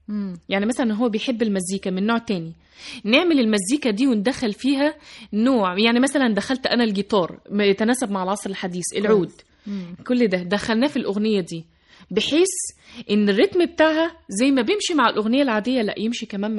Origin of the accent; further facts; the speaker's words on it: Saudi Arabia; born there; وقبل كده أنا أصلا من مواليد المملكة العربية السعودية